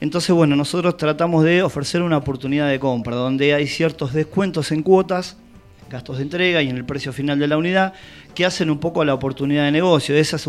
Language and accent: Spanish; Tandil, Buenos Aires Province, Argentina; Soy de acá, de Tandil, como dice la gente autóctona del lugar, nacido y criado.